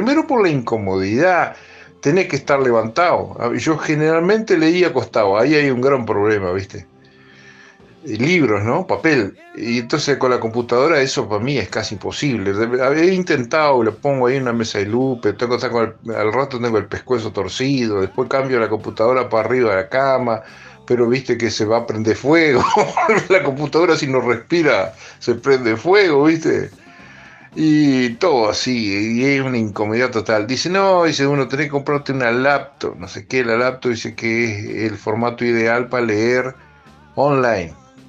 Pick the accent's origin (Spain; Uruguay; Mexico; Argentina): Uruguay; que describe cómo eran los uruguayos, cómo somos los uruguayos anoche.